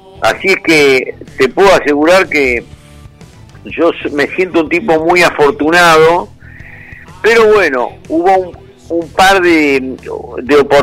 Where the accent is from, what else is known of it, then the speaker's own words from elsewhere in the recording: Argentina; de mi desarrollo como ser humano, como argentino